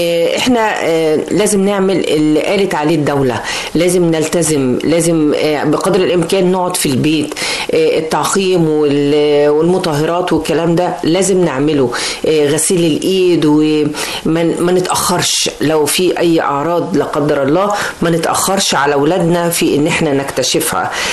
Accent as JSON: {"language": "Arabic", "country": "Egypt", "said": "يا جماعه ده غلط غلط، مش احنا مش مصريين اللي يعملوا كده مع بعض"}